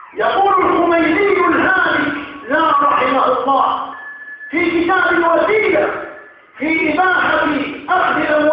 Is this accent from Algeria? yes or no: yes; Algeria; ونذر الخطر تدق أجرافها في بلادنا الجزائر هنا وهناك